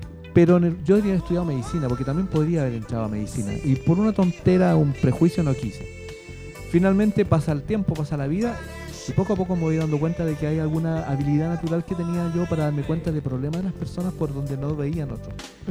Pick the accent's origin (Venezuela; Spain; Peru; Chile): Chile; Valdivia, Los Ríos; yo soy de Valdivia.